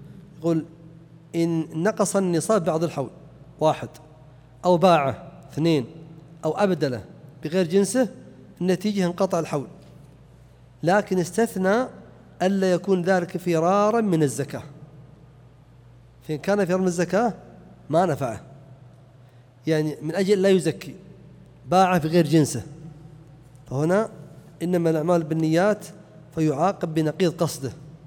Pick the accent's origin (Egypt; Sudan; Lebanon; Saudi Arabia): Saudi Arabia; Najd; لأنه يصعب خاصة عندنا في نجد أن تباع الإبل بكميات كثيرة وهي صغيرة